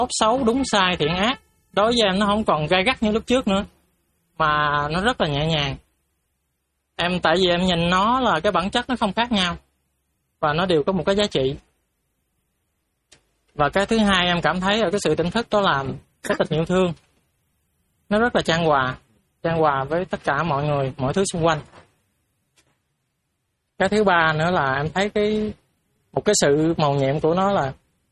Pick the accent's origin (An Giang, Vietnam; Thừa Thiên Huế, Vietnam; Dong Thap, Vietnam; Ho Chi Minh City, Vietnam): An Giang, Vietnam; em thì em đến ở An Giang. Em đến từ An Giang, ở miền Tây.